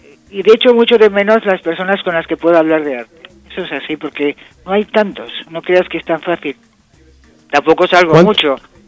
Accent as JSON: {"language": "Spanish", "country": "Spain", "said": "no solamente porque soy española y están en España"}